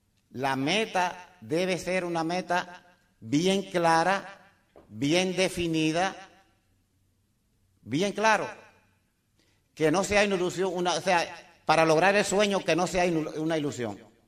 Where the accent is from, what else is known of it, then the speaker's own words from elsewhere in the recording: Dominican Republic; Y hice una compañía en mi país. Llegué a ingeniero como una meta para vivir. Yo quería vivir en Arroyo Hondo, el sitio más exclusivo en República Dominicana, y lo logré.